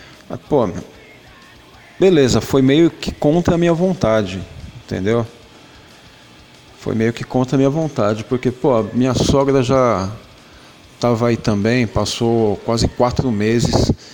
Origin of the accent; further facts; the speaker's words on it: São Paulo, Brazil; sou aqui de São Paulo, sou casado há 17 anos